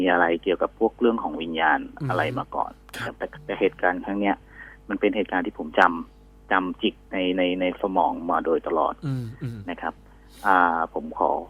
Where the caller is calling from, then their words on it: Suphan Buri, Thailand; ตอนนี้อยู่ที่บ้านครับที่สุพรรณบุรี